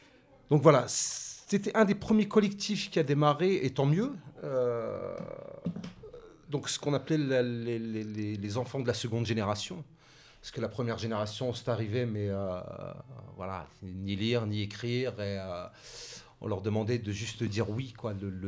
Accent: Hauts-de-France, France; À Saint-Denis, je découvre Saint-Denis parce que je viens aussi du Nord, où les problématiques sont peut-être différentes.

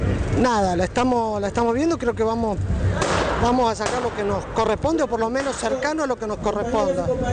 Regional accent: Rosario, Santa Fe, Argentina; nosotros venimos de Rosario, somos del Sindicato de Prensa de Rosario

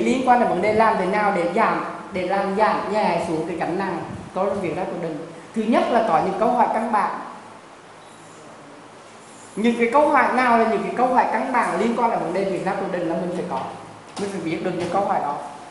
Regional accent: Da Nang, Vietnam; Và tôi ở biển, tôi là người Đà Nẵng cho nên tôi rất mê cái gọi là hải đăng.

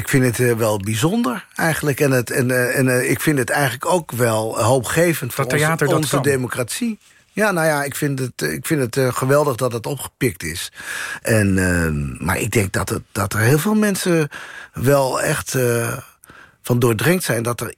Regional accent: Assen, Drenthe, Netherlands; Assen, ja.

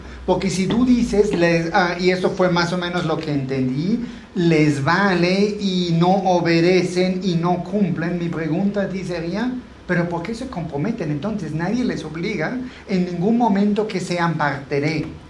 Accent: Austria; Spanish is a second language; now in Mexico; no, soy de Austria.

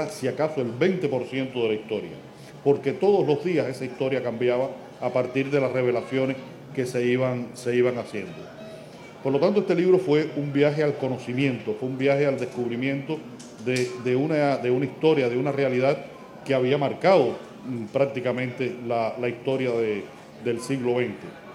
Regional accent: Cuba; como escritor cubano que recibí esa historia y que la transmito a los lectores

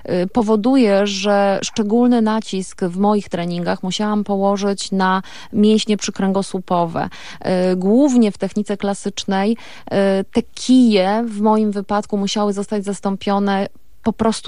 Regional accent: Rabka, Lesser Poland, Poland; Tak, jesteśmy góralami. Mieszkamy na pograniczu Gorców. Czasami mówi się, że to jest zielone Podhale, więc to trochę tak. Mój obecny partner życiowy i moja miłość uświadomił mi, że jestem zagórzanką, tak jak Justyna Kowalczyk

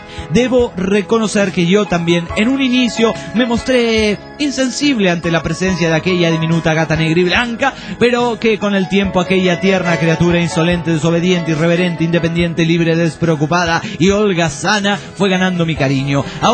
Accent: Monterrey, Nuevo León, Mexico; Ah, yo también soy de Monterrey, tengo derecho a contar mis chistes.

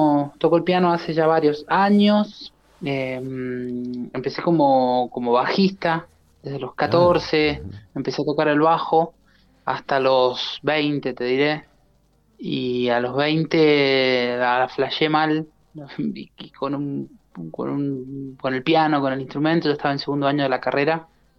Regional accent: San José, Mendoza, Argentina; Yo soy de acá de Mendoza, sí, nací en San José, estudié la carrera de producción musical en la provincia de San Luis.

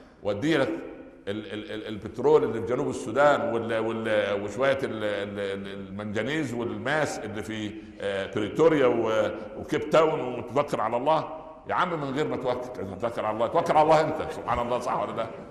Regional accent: Upper Egypt, Egypt; جاء زيارة للقاهرة، احنا من الصعيد

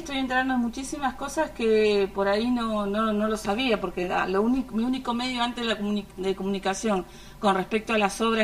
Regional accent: Patagonia, Argentina; yo soy de la Patagonia, soy del sur.

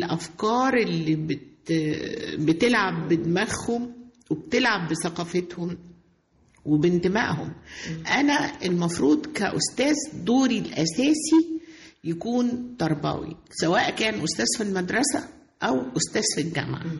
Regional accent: Monufia Governorate, Egypt; أنا من المنوفية

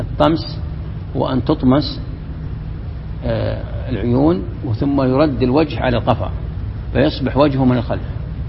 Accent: Morocco; وعندنا في المغرب فاس، مدينة فاس

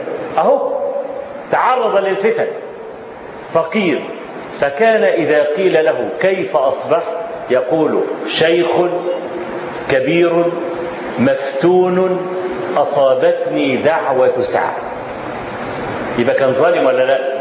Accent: Egypt; وأنا ما بقولش كده عشان أنا مصري

